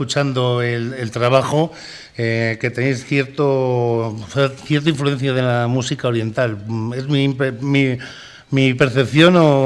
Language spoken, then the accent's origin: Spanish; Traspinedo, Castile and León, Spain; Yo soy de Traspinedo, para que tengas una idea. O sea, que sí. entre castellanos anda el juego.